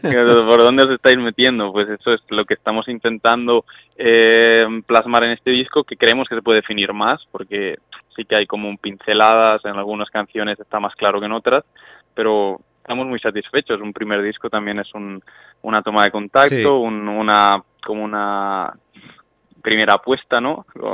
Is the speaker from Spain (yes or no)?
yes; Tarragona, Catalonia, Spain; cantar porque nosotros somos de Tarragona, habíamos hecho temas, de hecho hay un tema en catalán en el disco